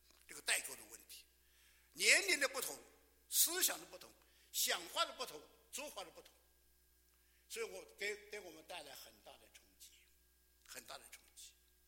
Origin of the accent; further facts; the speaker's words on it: China; 尤其我们来自中国大陆的人，这个自从改革开放以后啊，你看看，天天在1日千里的猛进中，天天在改变，我们的国家在改变。